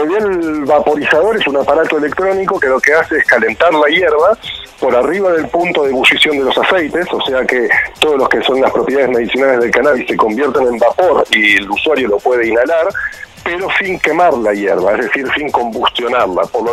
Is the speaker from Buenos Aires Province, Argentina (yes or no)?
yes; Lanús, Buenos Aires Province, Argentina; now in Bariloche, Argentina; como yo, que me crié en Lanús, pero me mudé acá